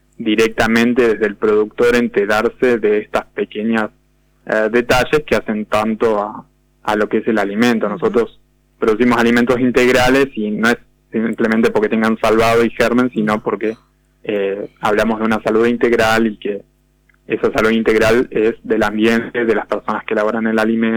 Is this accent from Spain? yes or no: no; Argentina; como buenos argentinos que somos, ¿no?